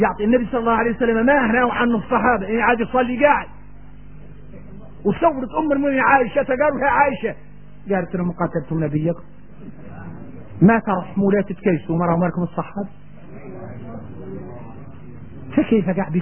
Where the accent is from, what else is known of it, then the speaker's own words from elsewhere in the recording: Mauritania; وان احنا موريتاني ما نقدر الخير